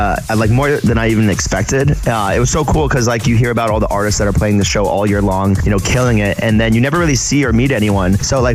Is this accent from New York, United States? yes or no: yes; New York City, New York, United States; We're from New York, the MSG, it's like a legendary place to play.